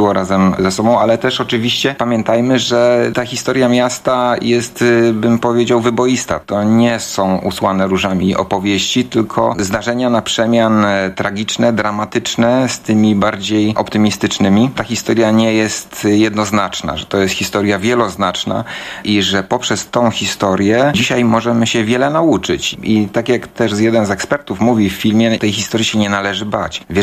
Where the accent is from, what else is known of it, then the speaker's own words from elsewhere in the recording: Gdańsk, Pomeranian Voivodeship, Poland; Ja akurat urodziłem się w Gdańsku 54 lata temu i tutaj przeżyłem swoje całe życie pracy.